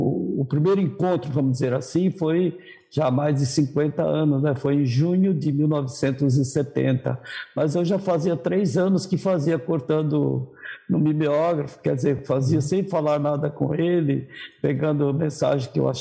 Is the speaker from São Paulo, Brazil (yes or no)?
yes; São Caetano do Sul, São Paulo, Brazil; born there; now in Campo Grande, Brazil; eu nasci em São Caetano do Sul, morei em Lavínia e vim para Campo Grande.